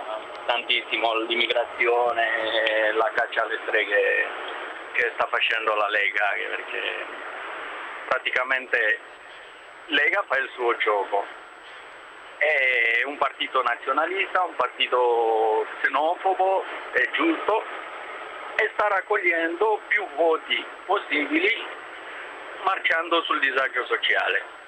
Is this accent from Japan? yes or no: no; Romania; now in Bergamo, Italy; come romeno adesso è difficile essere irregolare, perché essendo comunitario